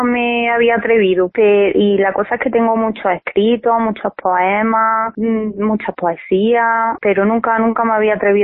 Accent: Alhama, Spain; yo sigo vinculada a Alhama totalmente, vamos. Y, por supuesto, mis padres están allí, mi familia está allí y yo voy asiduamente y mi pueblo me tira muchísimo.

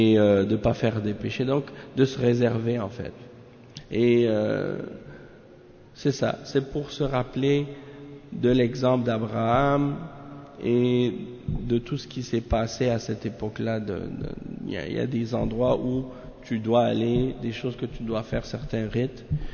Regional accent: Haiti; Parce que moi aussi je suis converti à l'islam. Moi aussi je suis haïtien comme toi.

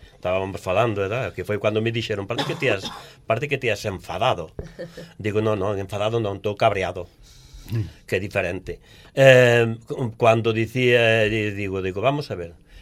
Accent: Barcia, Asturias, Spain; por falar el de onde son eu, digo, veño de Barcia

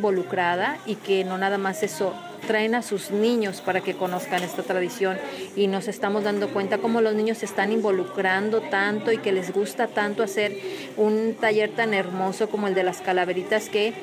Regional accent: Mexico; que nosotros tenemos como mexicanos tanta riqueza para enseñarles a ellos

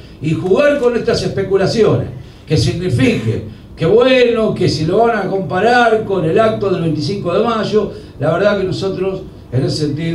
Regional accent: Argentina; por lo menos a mí como argentino me dieron vergüenza ajena

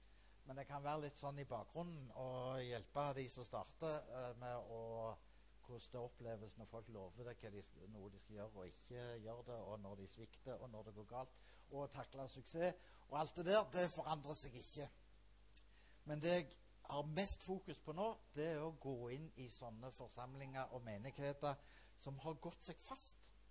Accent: Klepp, Rogaland, Norway; accent: Jæren dialect; also born or lived in Sandnes; now in Vinterbro, Norway; Og så må dere tilgi dialekt. Egentlig er jeg Jærbu. Jeg er født og vokst opp på Klepp. Og så flyttet jeg til Sandnes, og så bodde jeg der i en sånn 20 år eller noe sånt. Og nå bor jeg på Vinterbro, som er da 20 minutter

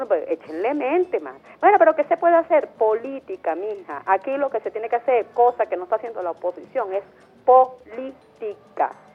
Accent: Venezuela; nosotros como venezolanos

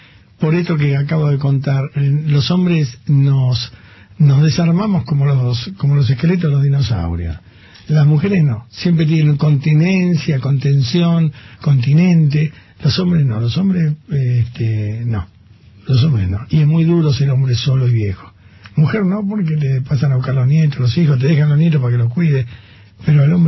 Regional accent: Argentina; Y yo soy otro argentino pelotudo que he jodido con todas esas cosas.

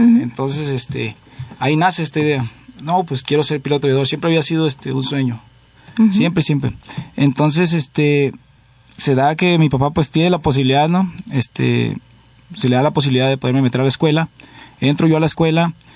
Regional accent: Tijuana, Baja California, Mexico; Yo crecí en Tijuana, Baja California, ahí nací.

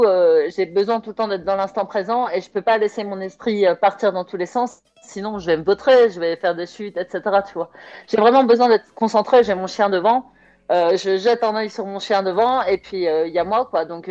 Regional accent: Roubaix, Hauts-de-France, France; je suis née à Roubaix et j'ai vécu 39 ans à Roubaix, parce que là, je viens d'avoir 43 ans

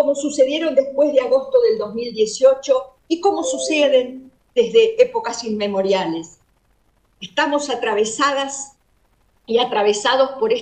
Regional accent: La Pampa, Argentina; especialmente a las de mi Pampa, de mi tierra amada, pionera en establecer derechos de las mujeres

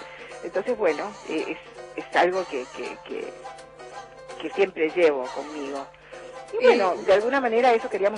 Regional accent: Costa Rica; moved away as an adult; yo nací en Costa Rica, y bueno, qué sé yo, la vida ya hasta los 18 años estuve

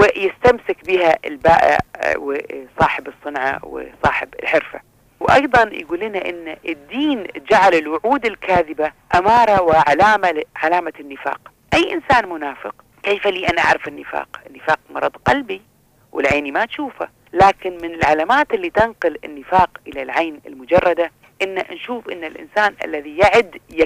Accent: Kuwait; حتى احنا عندنا في الكويت

